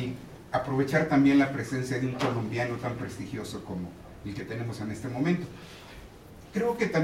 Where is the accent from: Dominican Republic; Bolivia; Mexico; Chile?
Mexico; tengamos como mexicanos que aprender de lo que son las experiencias